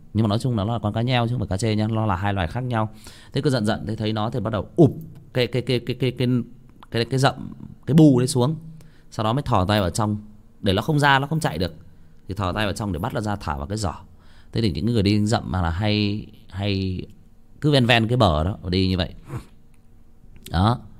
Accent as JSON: {"language": "Vietnamese", "town": "Nghia Tru", "region": "Hưng Yên", "country": "Vietnam", "tie": "born or raised there", "said": "Hồi mình còn bé thì các bạn biết đó, ở nếu mà ở bạn nào ở xã Nghĩa Trụ thì các bạn sẽ biết là có một cái con sông nó chảy qua ở gần làng."}